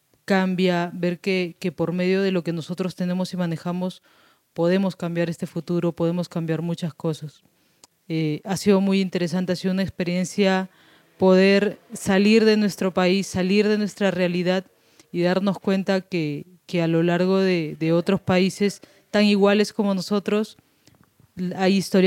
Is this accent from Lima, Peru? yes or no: yes; Villa El Salvador, Lima, Peru; Yo también soy de Perú, también soy de Villa El Salvador.